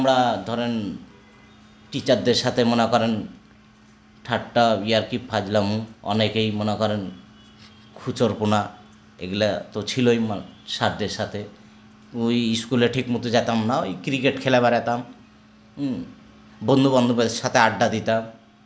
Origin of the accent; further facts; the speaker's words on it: Rajshahi, Rajshahi Division, Bangladesh; হ্যাঁ, ছোটবেলাতে আমার দরগাপাড়াই কেটেছে।